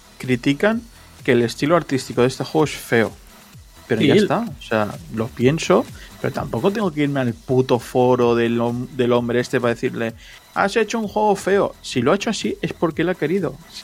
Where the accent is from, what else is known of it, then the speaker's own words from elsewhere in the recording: Gijón, Asturias, Spain; Yo que soy de Gijón